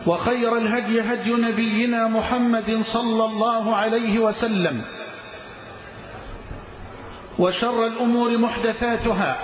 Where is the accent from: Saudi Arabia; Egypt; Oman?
Egypt; اللهم اجعل بلدنا مصر أمنا أمانا سخاء رخاء